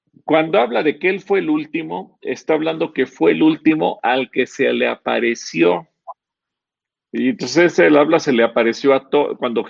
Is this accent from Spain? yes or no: no; Mexico; si nos comparamos como pueblo mexicano